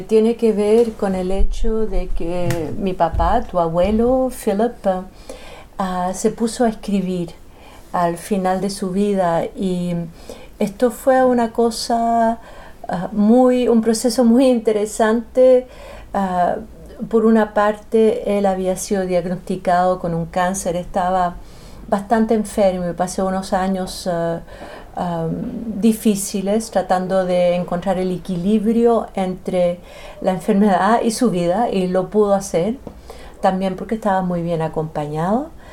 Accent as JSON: {"language": "Spanish", "country": "Australia", "tie": "born or raised there", "also_born_or_lived": "Chile", "moved": "as an adult", "said": "Yo soy nacida en Chile y mis padres migraron a Australia cuando yo tenía 10 años, entonces crecí en Australia, y luego a los 24 años me fui a París"}